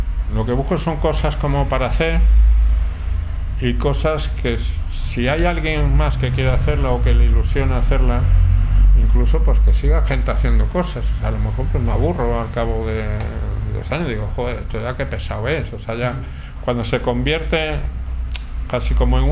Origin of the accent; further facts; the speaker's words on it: Plasencia, Extremadura, Spain; now in Madrid, Spain; Sí, yo soy de Plasencia.